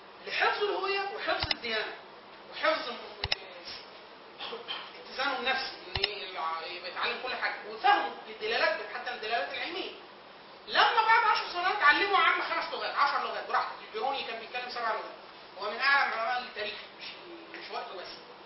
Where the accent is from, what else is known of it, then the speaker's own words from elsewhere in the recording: Lower Egypt, Egypt; accent: Bahrawi; خليط. ما بين ما بين اللهجات الصعيديه وما بين اللهجه اللي احنا بنقول لك البحراويه او بحر. دي اللهجه اللي انا بتكلمها.